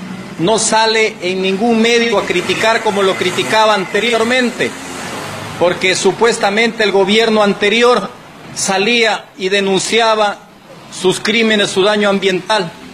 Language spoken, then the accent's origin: Spanish; Lago Agrio, Sucumbíos, Ecuador; born there; Yo nací aquí en Lago Agrio, a unos 200 metros del segundo pozo que perforó Texaco el 20 de noviembre de 1973.